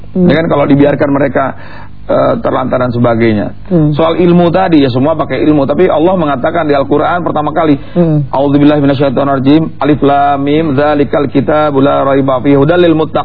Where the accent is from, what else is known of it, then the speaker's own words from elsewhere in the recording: Donggala, Central Sulawesi, Indonesia; born there; also born or lived in Jakarta / Bandung; saya orang yang lahir di Donggala di Sulawesi sana ya, kebetulan Allah berikan apa kepada orang tua datang di Jakarta ya, banyak bermain di Bandung, banyak di Jawa Barat gitu ya, banyak bermain di sana